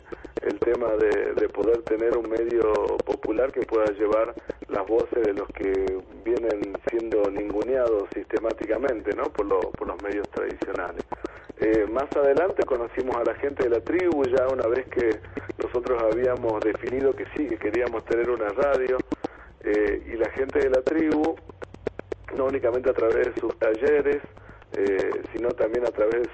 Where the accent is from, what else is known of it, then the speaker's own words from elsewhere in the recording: Calilegua, Jujuy, Argentina; born there; now in San Salvador de Jujuy, Argentina; me terminó dejando acá en San Salvador de Jujuy, ¿no? Pues yo nací en Calilegua